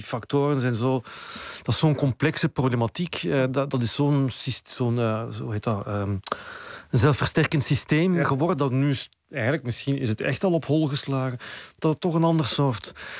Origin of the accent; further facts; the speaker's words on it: Limburg, Netherlands; also born or lived in Brussels, Belgium; Sinds ik op mijn 8e ben ik van Brussel naar Zuid-Limburg verhuisd. En daar werd ik eigenlijk als kind al op slag een ecologist nog voor Groene Partij bestonden eigenlijk.